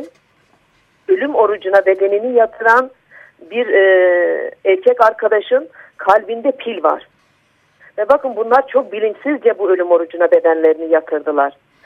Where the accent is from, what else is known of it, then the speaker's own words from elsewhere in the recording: Van, Turkey; ben bir BDP eş başkanı olarak değil, bir Vanlı olarak, bir anne olarak, çocukları olan bir kadın olarak